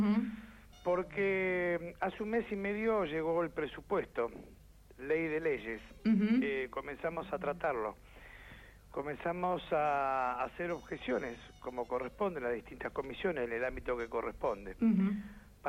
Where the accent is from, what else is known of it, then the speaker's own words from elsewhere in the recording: Chubut, Argentina; yo soy de la Patagonia, soy de Chubú